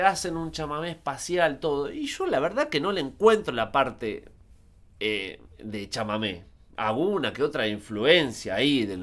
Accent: Zárate, Buenos Aires Province, Argentina; No, yo soy de Zárate. Bueno, que estoy más cerca que vos.

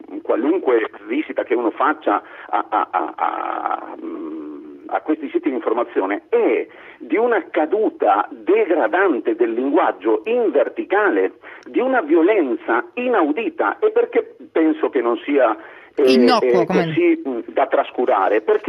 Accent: Argentina; Io sono argentino, vado a vedermi quelli spagnoli

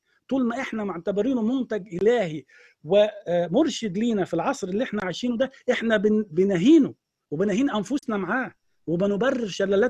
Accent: Egypt; إحنا الخمسة مصريين، إحنا الأربعة مصريين.

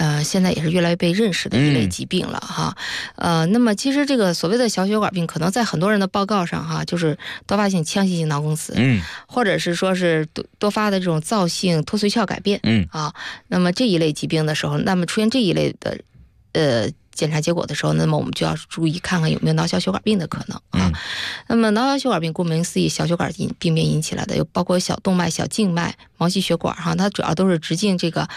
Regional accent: China; 因为我们中国人的这个，我们中国人包括我们咱们日本呀、韩国呀这些亚洲人，咱们这个人群呢，确实和欧美是不太一样的哈

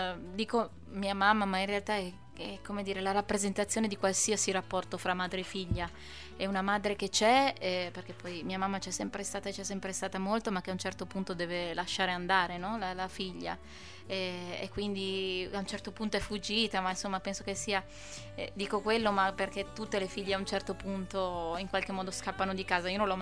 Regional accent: Pieve di Cadore, Veneto, Italy; saremo il 18 di luglio a Pieve di Cadore, quindi dalle mie parti, dove sono nata io.

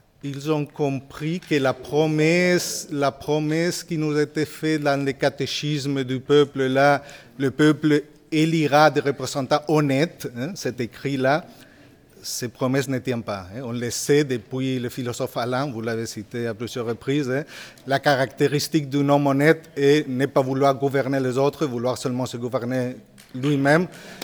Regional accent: Spain; French is a second language; Moi je suis espagnol.

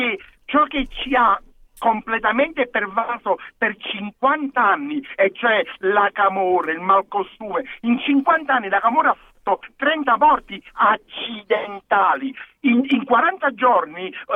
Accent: Naples, Campania, Italy; Io mi trovo a 55 anni, orgoglioso di essere napoletano doc, di essere campano, di essere del centro-sud

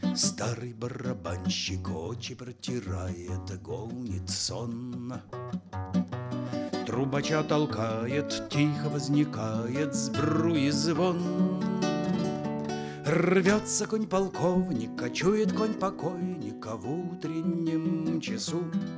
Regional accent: Lviv Oblast, Ukraine; first language Ukrainian; Russian is a second language; родом я с Львовщины, с Западной Украины. Мой родной язык украинский

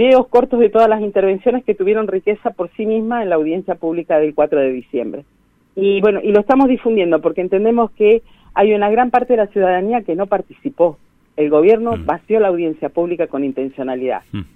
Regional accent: Neuquén, Argentina; now in Las Grutas, Argentina; Yo soy neuquina, soy nacida en Neuquén Capital, por adopción rionegrina grutense, digamos.

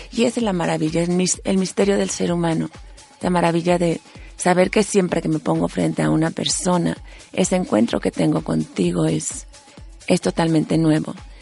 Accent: Mexico; Yo no elegí ser mexicana, ni nacer en una familia de 9 hermanos, ni ser la quinta, ni ser la segunda mujer en mi casa, ni ser de madre española y padre mexicano

